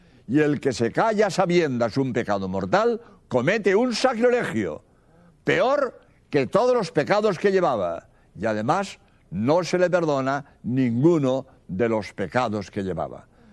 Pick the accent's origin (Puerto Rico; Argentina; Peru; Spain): Spain; soy jesuita español